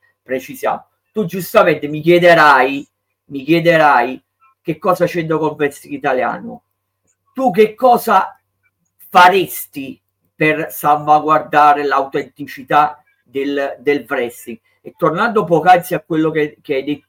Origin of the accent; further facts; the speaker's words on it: Naples, Campania, Italy; da buon napoletano